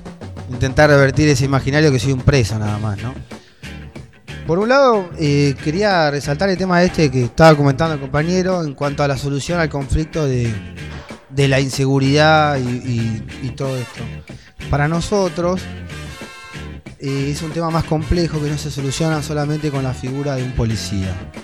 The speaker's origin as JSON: {"language": "Spanish", "country": "Argentina", "said": "porque yo me considero argentino también"}